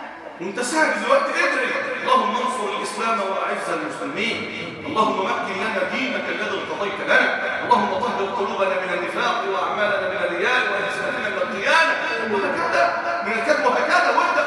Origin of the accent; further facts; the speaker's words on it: Egypt; اللهم اجعل بلدنا مصر الامن الامانه